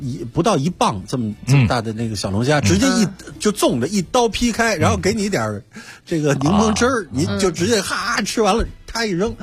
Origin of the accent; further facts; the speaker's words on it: Beijing, China; 我是北京人嘛